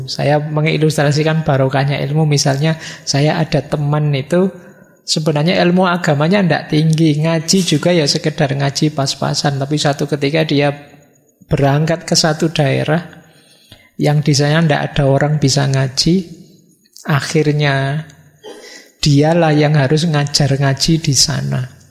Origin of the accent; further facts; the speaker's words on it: Java, Indonesia; Ya kebetulan saya orang Jawa, jadi lebih passion kalau filosofi-filosofi Jawa.